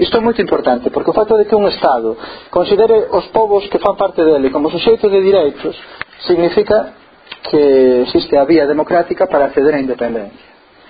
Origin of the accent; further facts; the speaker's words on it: Galicia, Spain; É interesante dar unha vista de ollos para nós como galegos e galegas a eses casos